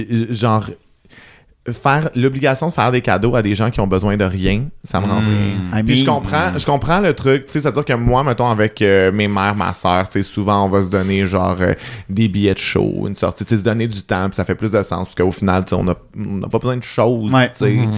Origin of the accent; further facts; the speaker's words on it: Montreal, Quebec, Canada; J'ai grandi toute ma vie à Montréal, je suis né à Montréal, tu sais.